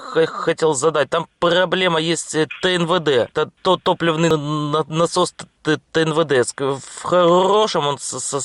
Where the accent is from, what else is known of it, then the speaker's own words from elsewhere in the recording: Kyiv, Ukraine; Я сам з Києва